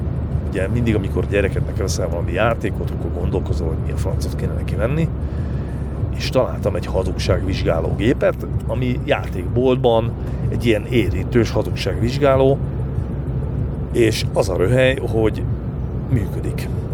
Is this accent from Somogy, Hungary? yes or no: yes; Somogy, Hungary; mert én ugye Somogy megyei vagyok, és Pécs az tőlünk nem volt messze.